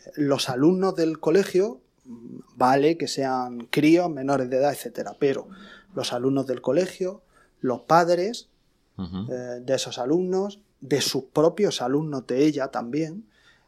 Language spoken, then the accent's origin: Spanish; Region of Murcia, Spain; En la región de Murcia, que es de donde yo soy, en ningún cine.